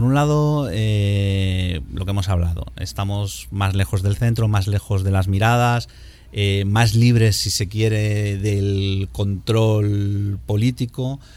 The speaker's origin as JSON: {"language": "Spanish", "town": "Madrid", "region": "Community of Madrid", "country": "Spain", "said": "por hacernos una idea los que somos de Madrid puede ser Lavapiés y Malasaña y Chueca"}